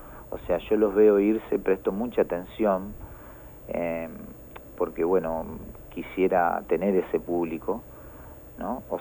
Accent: Argentina; Somos argentinos, ¿no?

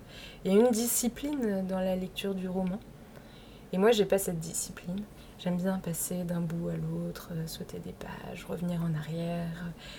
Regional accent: Orléans, Centre-Val de Loire, France; now in Paris, France; Je prends le train entre Paris et Orléans. Parce que je suis originaire d'Orléans. Mes parents vivent toujours là-bas.

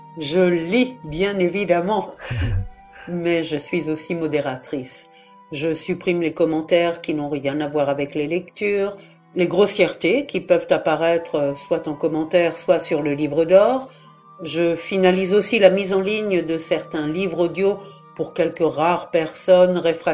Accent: Strasbourg, Grand Est, France; born there; now in Brest, France; Je vis en Nord-Finistère, à Brest. Je suis née à Strasbourg, en Alsace, et je suis arrivée en Bretagne en 2006.

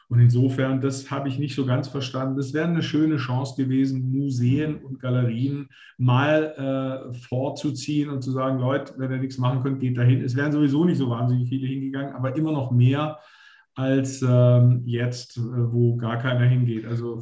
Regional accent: Konstanz, Baden-Württemberg, Germany; born there; gebürtiger Konstanzer, mache seit 34 Jahren Magazinverlag

